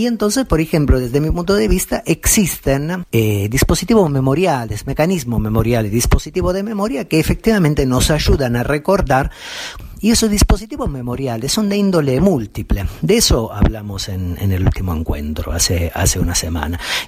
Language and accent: Spanish; Argentina; nos recuerda cada vez que lo cantamos que somos argentinas, somos argentinos